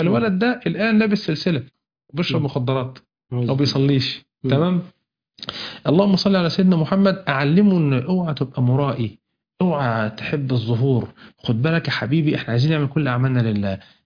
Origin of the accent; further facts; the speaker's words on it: Ismailia, Ismailia Governorate, Egypt; انا من الاسماعيلية، عندنا في الاسماعيلية اقف كده هنا المية الحلوة والمية المالحة